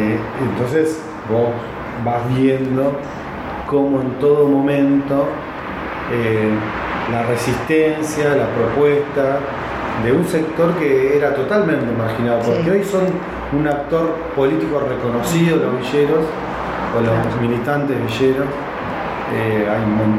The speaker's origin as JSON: {"language": "Spanish", "region": "Buenos Aires", "country": "Argentina", "said": "Y yo soy porteño, igual que … ¿entendés?"}